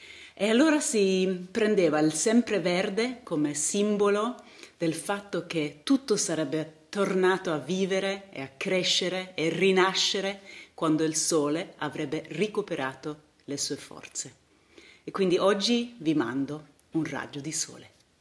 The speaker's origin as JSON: {"language": "Italian", "country": "Sweden", "said": "Io sono svedese e su da noi in questo periodo è veramente buio, il sole praticamente non si fa vedere."}